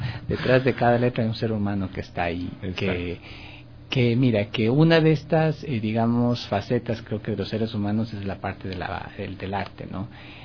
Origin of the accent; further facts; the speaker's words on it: Quito, Pichincha, Ecuador; now in Guayaquil, Ecuador; por mi ciudad natal, Quito. Soy un residente ya legal en Guayaquil, vivo allá hace 8 años, creo que 9 ya.